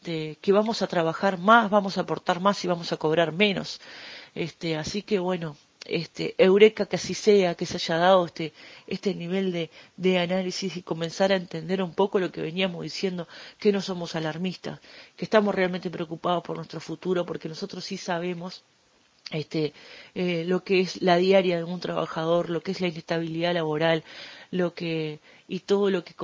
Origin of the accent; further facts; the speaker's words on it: Uruguay; Hoy es nuestra responsabilidad como trabajadores, como ciudadanos uruguayos